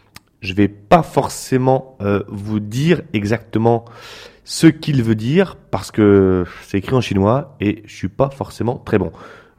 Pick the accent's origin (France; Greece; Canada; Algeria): France; de la musique à ramener chez moi en France.